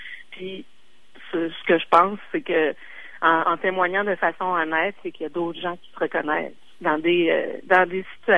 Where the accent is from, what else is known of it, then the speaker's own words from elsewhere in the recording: Quebec City, Quebec, Canada; je viens de Québec, j'ai étudié au Cégep plein de fois, et j'ai travaillé chez Cossette aussi, à Québec, en pub.